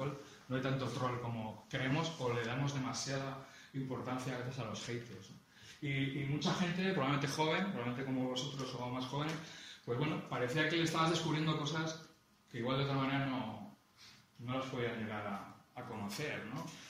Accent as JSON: {"language": "Spanish", "town": "Bilbao", "region": "Basque Country", "country": "Spain", "said": "Yo soy de Bilbao, pero no lo he dicho."}